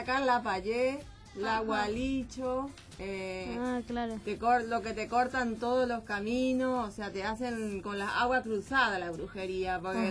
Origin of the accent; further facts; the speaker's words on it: Caaguazú, Paraguay; moved away; yo hace 15 años que vine de Paraguay, o sea, soy de un pueblito de allá, que se llama Caaguazú.